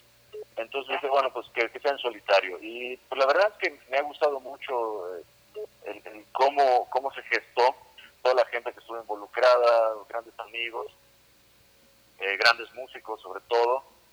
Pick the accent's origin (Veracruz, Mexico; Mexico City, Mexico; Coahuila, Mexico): Mexico City, Mexico; born there; also born or lived in Campeche / Yucatán / Tabasco / Chiapas; Pues yo nací aquí en la Ciudad de México.